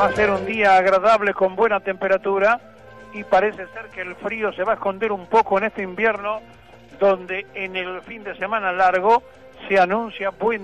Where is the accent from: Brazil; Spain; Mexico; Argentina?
Argentina; Es muy difícil ser argentino, porque somos difíciles los argentinos.